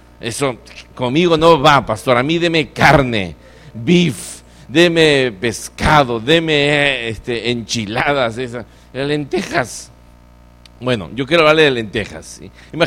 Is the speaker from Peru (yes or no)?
yes; Lima, Peru; also born or lived in Argentina; Yo nací allá también. Así que soy de Lima, del RIMAC.